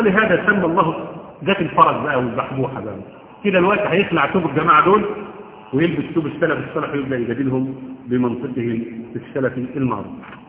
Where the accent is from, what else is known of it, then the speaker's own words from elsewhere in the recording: Egypt; حتى احنا عندنا كمصريين